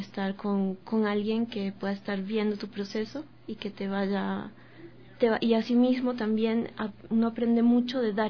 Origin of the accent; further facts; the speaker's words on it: Portoviejo, Manabí, Ecuador; Yo soy de Puerto Viejo, de Manabí, entonces estaba documentando en Puerto Viejo diferentes tipos de actividades que se dan en lo cotidiano